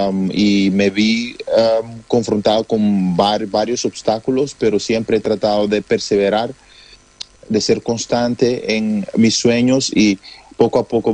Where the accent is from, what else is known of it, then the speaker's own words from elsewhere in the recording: Curaçao; se está volviendo más común el ser artista para los curazoleños y dentro de la población de donde yo vengo